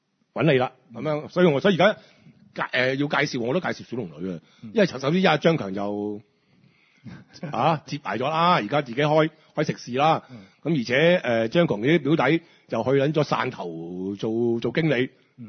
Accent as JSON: {"language": "Cantonese", "country": "Hong Kong", "said": "即係坦白講，我哋香港人咧，首先香港人都唔會點放蛇啦，係咪先？"}